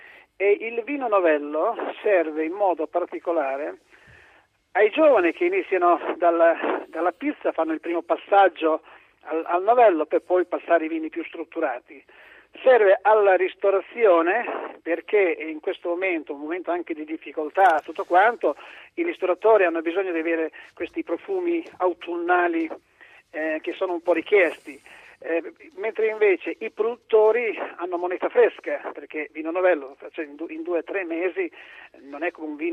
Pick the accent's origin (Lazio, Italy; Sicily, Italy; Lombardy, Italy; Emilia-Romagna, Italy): Emilia-Romagna, Italy; perché sono anche romagnolo, no?